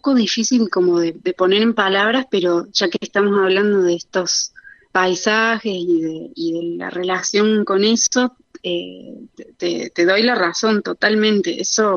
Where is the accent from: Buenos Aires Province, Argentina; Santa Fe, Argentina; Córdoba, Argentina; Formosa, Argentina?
Córdoba, Argentina; now in Buenos Aires, Argentina; yo también soy de Córdoba capital originalmente